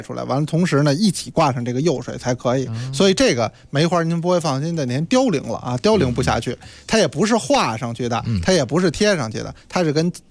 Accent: China; 应该说我们中国人呢是做陶瓷，这是世界一绝。

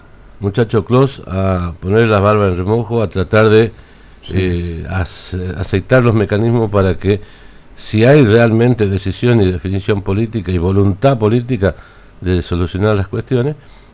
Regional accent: Argentina; Somos todos argentinos, somos todos hermanos

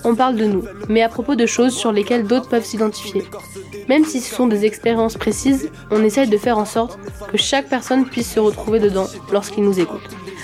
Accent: Saint-Étienne, Auvergne-Rhône-Alpes, France; Rien que parce qu'on est stéphanois ou stéphanoise, qu'on fréquente la MJC, ou que tout simplement, on est des ados.

